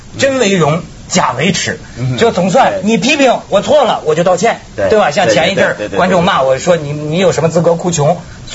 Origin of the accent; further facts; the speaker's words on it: China; 人哈，台湾老让我有一种光怪陆离的印象，因为你们那儿发生的很多事儿对我来说是不可想象的，